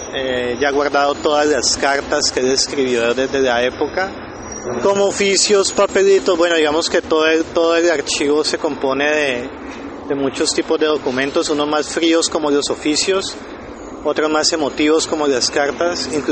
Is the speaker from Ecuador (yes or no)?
no; Colombia; now in Argentina; Yo soy ciudadano colombiano, residente en Argentina.